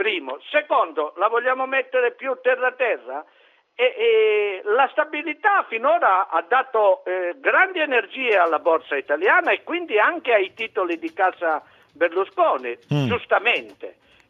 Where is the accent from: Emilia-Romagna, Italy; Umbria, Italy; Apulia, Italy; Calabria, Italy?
Calabria, Italy; Cosenza; now in Rome, Italy; io sono nativo di Cosenza, sono calabrese di origine, romano di adozione.